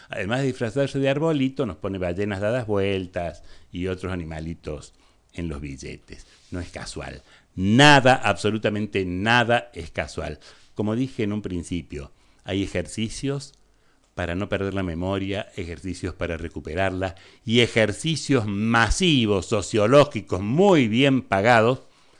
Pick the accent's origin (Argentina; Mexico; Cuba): Argentina; Yo soy argentino.